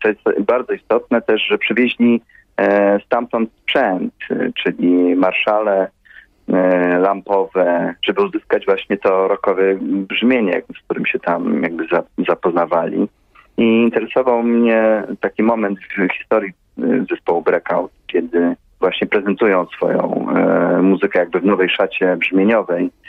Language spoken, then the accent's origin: Polish; Rzeszów, Subcarpathian Voivodeship, Poland; Ja jestem z Rzeszowa. Tutaj się uczyłem, tutaj chodziłem do liceum.